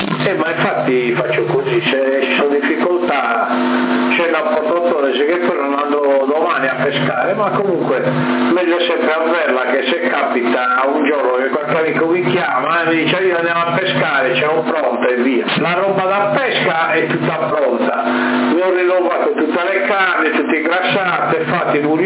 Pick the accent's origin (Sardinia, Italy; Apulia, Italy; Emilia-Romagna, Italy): Sardinia, Italy; Sassari; lui sì, io sono di Sassa